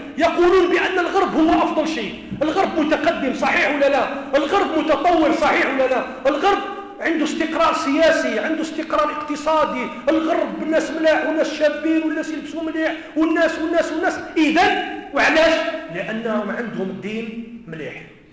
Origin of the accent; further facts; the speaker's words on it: Kabylie, Algeria; أنا قلت أنا راني من منطقة القبائل،